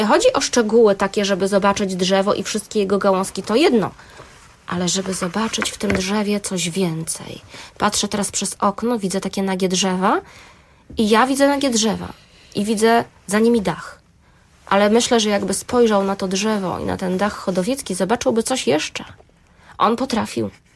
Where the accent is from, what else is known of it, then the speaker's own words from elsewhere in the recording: Gdańsk, Pomeranian Voivodeship, Poland; ja właśnie jestem też gdańszczanką, mieszkam w Gdańsku